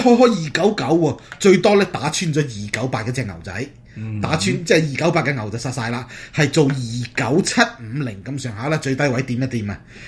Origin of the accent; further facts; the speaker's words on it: China; 我哋中國人民咧、調氣唔順咧